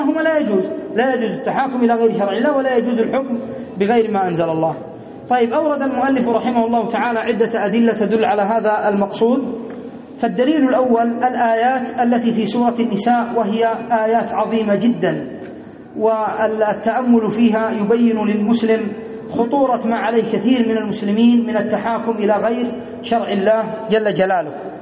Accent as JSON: {"language": "Arabic", "country": "Yemen", "said": "مثلا عندنا في اليمن يدرسون القانون"}